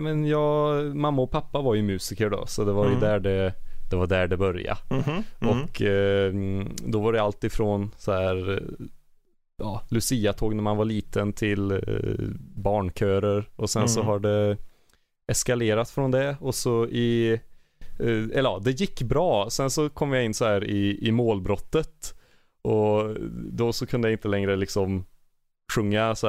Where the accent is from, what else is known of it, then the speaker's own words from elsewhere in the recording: Glava, Värmland, Sweden; Och så åker du ännu djupare in, bort ifrån Arvika, så här, då bara träd runt omkring dig, och då kommer du till Glava.